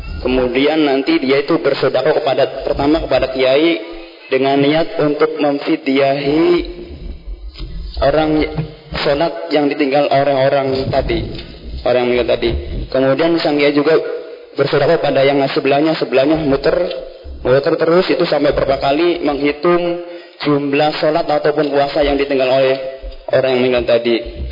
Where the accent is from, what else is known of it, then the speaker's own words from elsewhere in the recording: Astana Japura, West Java, Indonesia; Saya dari Astana Japura aslinya, punya mertua ataupun istri orang Talun, adatnya seperti itu sama.